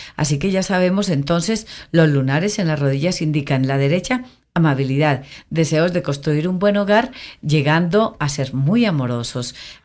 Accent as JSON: {"language": "Spanish", "town": "Concordia", "region": "Antioquia", "country": "Colombia", "tie": "born or raised there", "said": "como yo me metí a Concordia, mi pueblo natal, me fui, me quedé 15 días"}